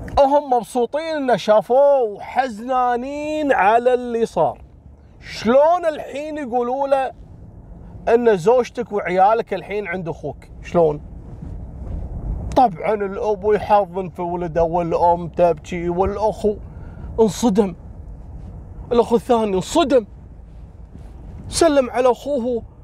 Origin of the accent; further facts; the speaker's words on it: Kuwait; كشيوخ دين عندنا في الكويت